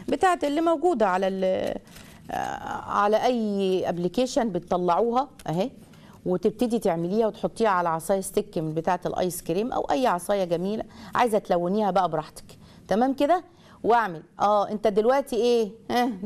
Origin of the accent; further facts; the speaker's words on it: Egypt; الموقف ده مثلا لو كان عندنا في مصر ولا كده كانت هتبقى كارثة